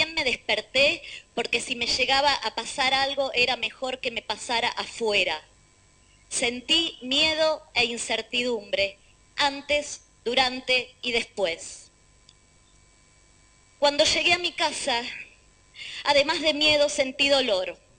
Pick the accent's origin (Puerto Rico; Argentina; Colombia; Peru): Argentina; Soy mujer, ciudadana argentina y potencial persona gestante.